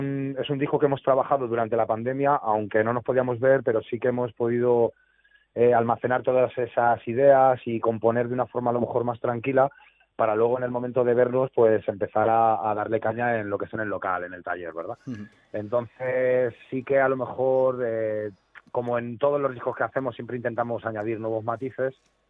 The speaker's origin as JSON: {"language": "Spanish", "town": "Getafe", "region": "Community of Madrid", "country": "Spain", "said": "la otra parte de la banda somos de Getafe, que es el sur de Madrid."}